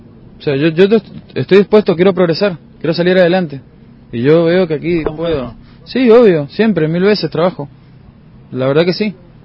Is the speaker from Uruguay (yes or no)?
no; Mendoza, Argentina; born there; yo soy nacido en Mendoza, he venido por provincias